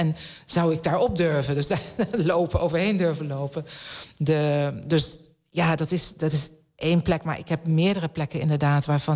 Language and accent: Dutch; Netherlands; Ja, ik kom uit Nederland, dus het is zo plat als wat hier.